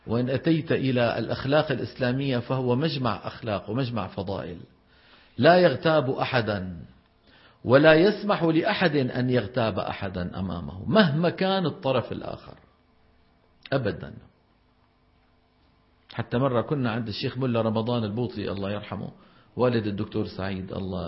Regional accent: Levant, Syria; يعني هذا الموضوع مو معروف عندنا في الشام

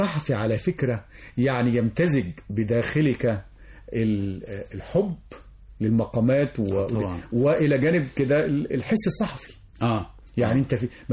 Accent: Egypt; ونحن كمصريين نحب المقامات يعني

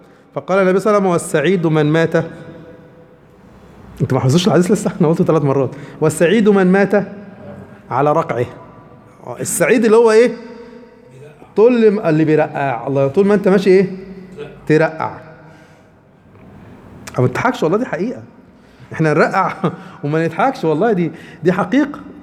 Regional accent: Upper Egypt, Egypt; عندنا في قريتنا إحنا في الصعيد يعني

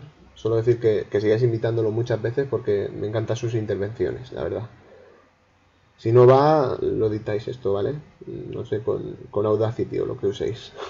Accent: Orihuela, Valencian Community, Spain; yo soy de Orihuela, una pequeña ciudad de la provincia de Alicante, pero que está tan cerca de Murcia que somos casi murcianos.

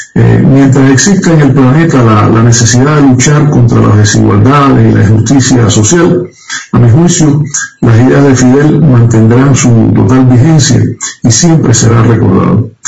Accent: Cuba

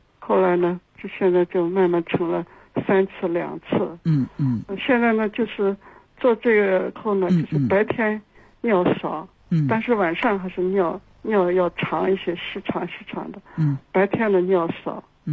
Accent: Beijing, China; 我是北京的老患者。

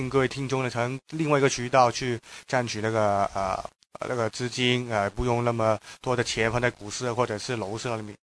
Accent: Hong Kong; accent: Hong Kong; 所以听我们的口音就是香港来的

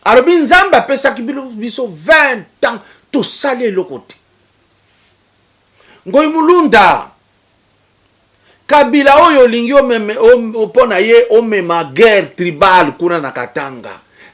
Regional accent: Lomami, DR Congo; Moi, je suis de Olomami. Il y a quoi là-bas?

